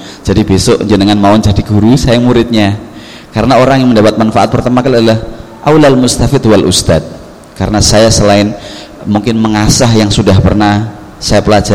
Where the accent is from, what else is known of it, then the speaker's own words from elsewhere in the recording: Paciran, East Java, Indonesia; also born or lived in Egypt; Saya asli orang Jawa Timur, orang Lamongan, Pantura. Tepatnya desa dusun Paciran, desa Paciran, kecamatan Paciran. Kalau pernah ke WBL, insya Allah lewat depan rumah saya.